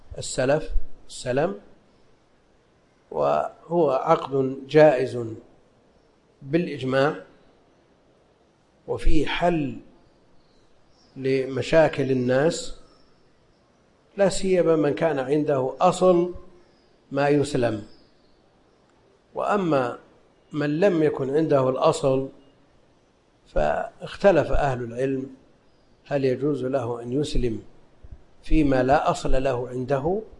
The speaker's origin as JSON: {"language": "Arabic", "region": "Najd", "country": "Saudi Arabia", "said": "لأن هذا معروف عندنا في نجد"}